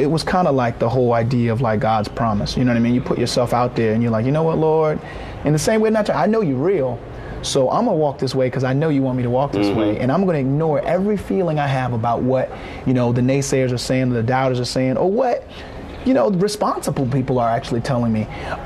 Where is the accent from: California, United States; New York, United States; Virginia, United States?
Virginia, United States; Norfolk; You know, I grew up in Norfolk, Virginia, about 42 miles east of Southampton County, where the revolt happened.